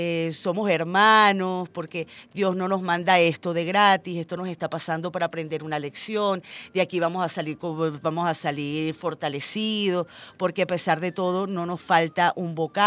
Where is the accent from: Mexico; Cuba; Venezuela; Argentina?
Venezuela; todos somos venezolanos, todos somos hermanos